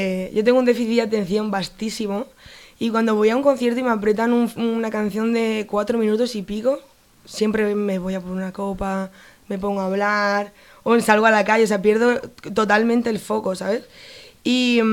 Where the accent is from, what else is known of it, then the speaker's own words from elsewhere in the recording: Castilla-La Mancha, Spain; Incluyo mi tierra también, Castilla-La Mancha, ¿eh?